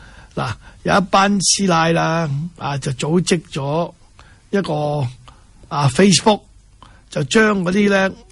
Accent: Hong Kong; 当然对我们香港人视香港为家的人呢，这个都是家门不幸

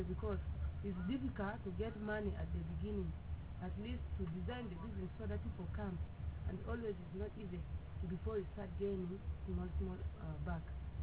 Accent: Arua, Northern Region, Uganda; Yes, I'm Arua, Ugandan.

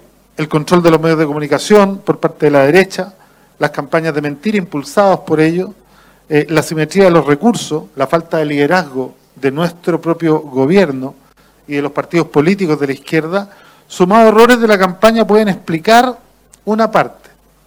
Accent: Chile; Yo vengo de Chile, y en Chile vivimos tiempos también de derrota y desesperanza.

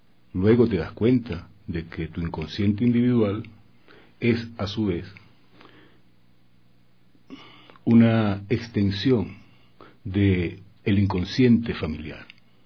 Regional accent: Venezuela; moved away as an adult; now in Ecuador; Sí, vengo desde Venezuela. Mi esposo y yo decidimos venirnos.

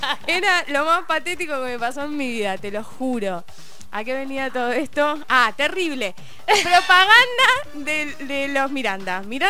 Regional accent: Mar del Plata, Buenos Aires Province, Argentina; ustedes saben que yo soy de Mar del Plata.

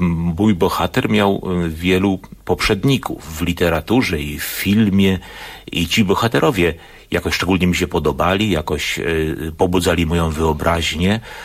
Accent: Wrocław, Lower Silesian Voivodeship, Poland; Z jednej strony jako wrocławianin podziwiałem powiedzmy urbanistyczną myśl, jaką widać w projektowaniu ulic, we Wrocławiu

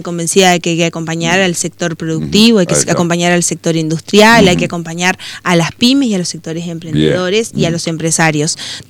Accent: Concordia, Entre Ríos, Argentina; Somos todos argentinos, concordienses.

